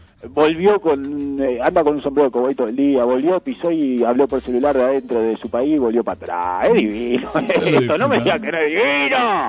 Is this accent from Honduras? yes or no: yes; Honduras; te extrañaba mucho esto, ¿no? Mi terruño. Pisar suelo hondureño. Estar en mi país.